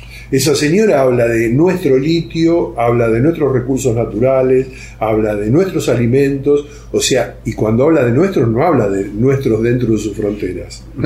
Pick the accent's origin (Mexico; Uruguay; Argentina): Argentina; Y nosotros como argentinos tenemos como aliados a Rusia